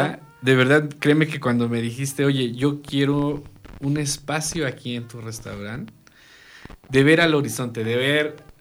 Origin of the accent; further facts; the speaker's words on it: Tepoztlán, Morelos, Mexico; ahí en mi pueblo, en Tepoztlán, Morelos, es mucho misticismo.